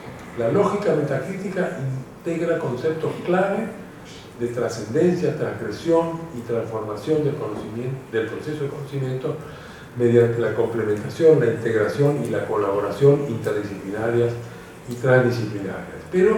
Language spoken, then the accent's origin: Spanish; Argentina; Los que somos de Argentina sabemos lo que nos está pasando con el dengue en este momento.